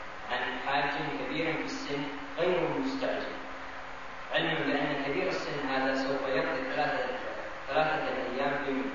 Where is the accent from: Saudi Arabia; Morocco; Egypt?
Saudi Arabia; Medina, Medina Province; أنا طالب من المدينة المنورة وأدرس في جدة